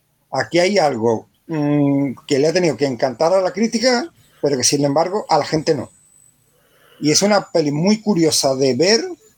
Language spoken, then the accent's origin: Spanish; England, United Kingdom; Spanish is a second language; como yo soy inglés, pues miro